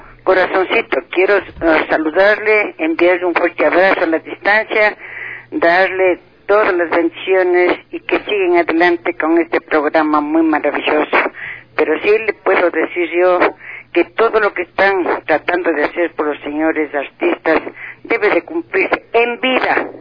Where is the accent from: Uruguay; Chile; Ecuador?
Ecuador; no hay como nuestra música, como ecuatorianos